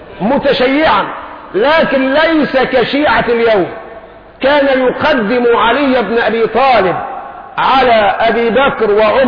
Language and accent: Arabic; Egypt; انا مصري خايب، عارف خايب يعني ايه؟ انجليزي عندي ضعيف، قراءة مش نطق.